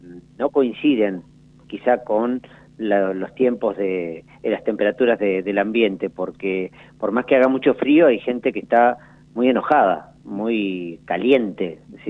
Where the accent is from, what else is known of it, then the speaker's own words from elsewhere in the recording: La Pampa, Argentina; la situación social que estamos viviendo como pampeanos, como pampeanas, como argentinos